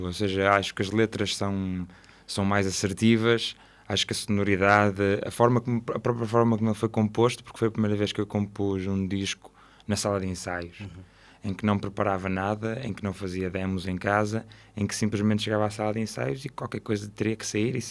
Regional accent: Santo Tirso, Porto, Portugal; E eu cresci em Santo Tirso, que, para quem conhece, não é provavelmente o sítio mais agradável para se crescer

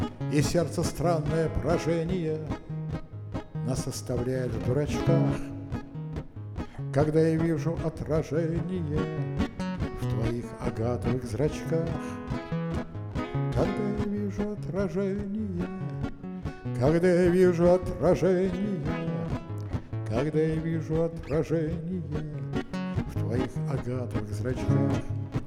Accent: Leningrad, Saint Petersburg, Russia; born there; я родился в Ленинграде. Но родители мои родились в Могилеве, многие в белорусском Могилеве. И многие поколения моих предков жили там.

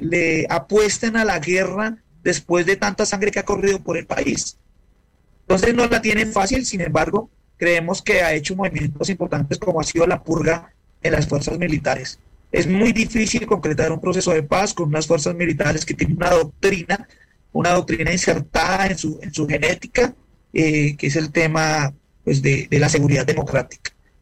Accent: Colombia; Nosotros no podemos permitir como colombianos que nuestro escenario habitual de resistencia, que son las calles

